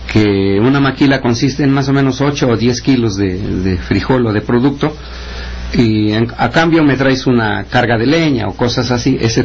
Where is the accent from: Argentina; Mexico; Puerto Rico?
Mexico; Tilantongo, Oaxaca; Lo que no sucede en Tilantongo, en mi pueblo, hay 20 agencias